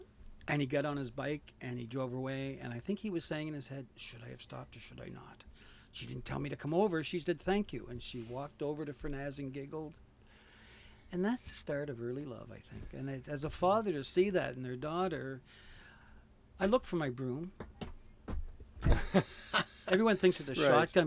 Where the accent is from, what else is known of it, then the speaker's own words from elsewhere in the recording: Stratford, Prince Edward Island, Canada; I'm from Stratford, PEI. I live in Stratford. I have a family of five and two at home.